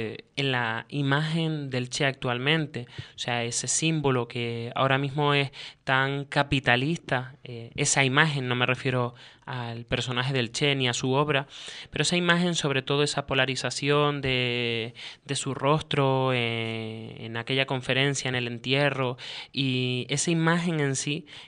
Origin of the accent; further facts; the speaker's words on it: Canary Islands, Spain; hoy día como canarios y como canarias que somos, nosotros